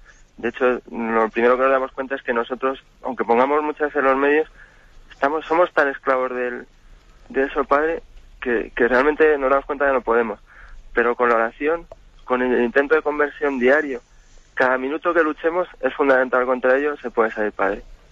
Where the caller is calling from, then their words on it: Madrid, Community of Madrid, Spain; Buenos días, monseñor. Mire, soy